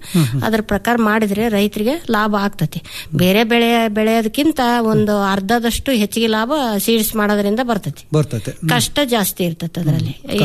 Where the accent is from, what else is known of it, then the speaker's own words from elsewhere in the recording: Itagi, Karnataka, India; ರಾಣೇಬೆನ್ನೂರು ತಾಲೂಕು ಇಟಗಿ, ಹಾವೇರಿ ಜಿಲ್ಲಾ